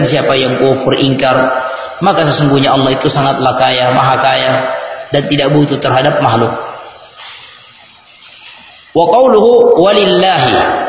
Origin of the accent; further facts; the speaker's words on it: Sulawesi, Indonesia; kita orang Bugis, Sulawesi ini terpengaruh dengan bahasa kita logat.